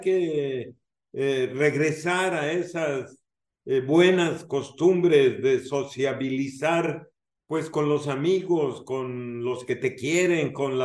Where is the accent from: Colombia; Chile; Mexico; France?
Mexico; lo que necesitamos como sociedad, como mexicanos